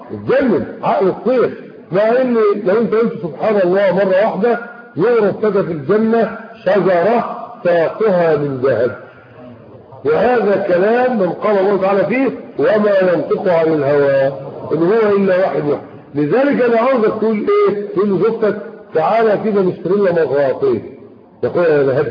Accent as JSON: {"language": "Arabic", "country": "Egypt", "said": "يعني احنا عندنا في مصر هنا بيطلعوا تماثيل ذهبيه"}